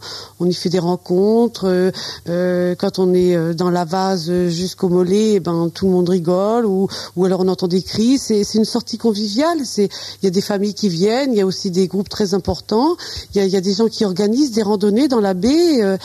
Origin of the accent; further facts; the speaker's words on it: Genêts, Normandy, France; also born or lived in Avranches; De Genet. Je suis née à Avranches et j'ai passé toute mon enfance à Genet.